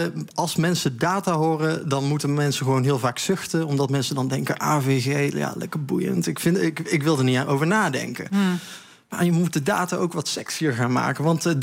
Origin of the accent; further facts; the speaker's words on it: North Brabant, Netherlands; Ja, ik ben geboren en getogen Brabander. Dus je moet ook wel even aangeven waar je vandaan komt.